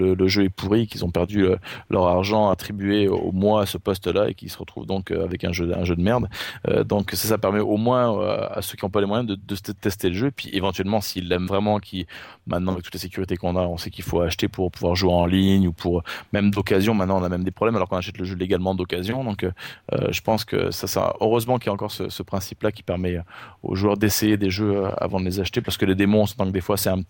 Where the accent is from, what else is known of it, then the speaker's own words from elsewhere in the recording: France; now in Canada; je viens de France. Ça fait 20 ans que je suis au Québec maintenant, donc j'ai ma citoyenneté depuis maintenant plus d'une dizaine d'années.